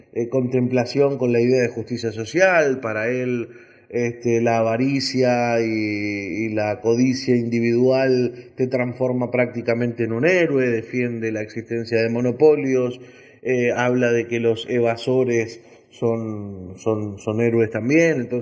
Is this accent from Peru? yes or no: no; Argentina; naturalmente, como argentino